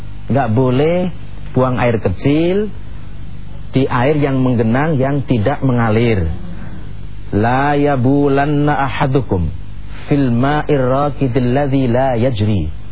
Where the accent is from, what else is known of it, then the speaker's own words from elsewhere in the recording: Jakarta, Indonesia; Istitobah itu bahasa kita, orang Betawi atau orang Jakarta, orang Indonesia ini cebok.